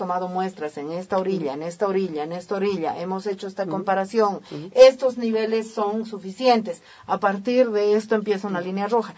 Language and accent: Spanish; Bolivia; yo por ejemplo como boliviana, que también he ido entendiendo lentamente esto